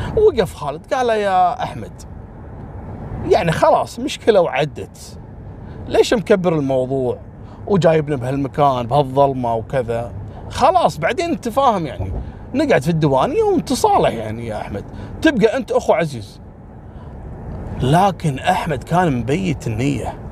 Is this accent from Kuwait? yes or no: yes; Kuwait; في منطقة عندنا في الكويت نسميها كبد، كبد نسميها احنا